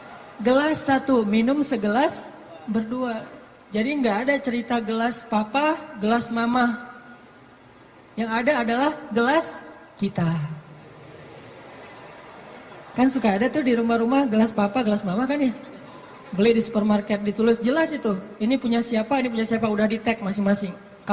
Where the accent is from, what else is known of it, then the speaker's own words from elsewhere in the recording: Aceh, Indonesia; also born or lived in Egypt; now in Bandung, Indonesia; Saya orang Aceh asli, anak dari orang tua yang mungkin bukan orang kaya, tapi tiba-tiba Allah mentakdirkan saya kuliah di Mesir, lalu pulang dari Mesir saya tinggal di Bandung.